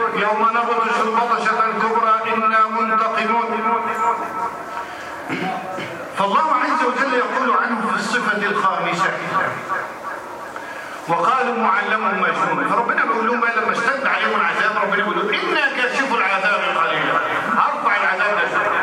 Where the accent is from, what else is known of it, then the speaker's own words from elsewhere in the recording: Egypt; ده المثال يهمنا يغصنا احنا كمصريين